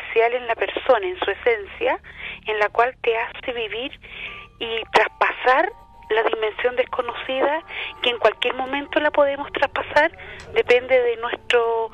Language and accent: Spanish; Viña del Mar, Valparaíso, Chile; te voy a poner que soy de Viña para que sepas que soy yo